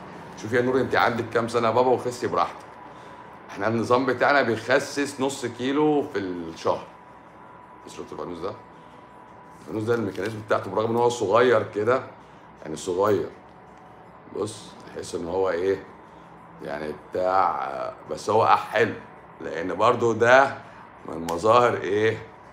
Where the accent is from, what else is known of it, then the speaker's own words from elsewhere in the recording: Tanta, Gharbia, Egypt; بلدي طنطا انا احب اعيش اول